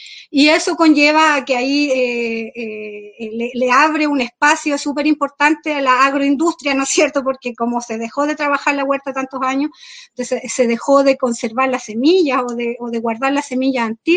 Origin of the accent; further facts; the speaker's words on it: Freire, Araucanía, Chile; soy del territorio de Freire, cerca de Temuco, acá en la región de la Araucanía, pero hace 7 años vivo en territorio Lafkenche, que es el territorio donde viven los mapuches, cerca de la costa.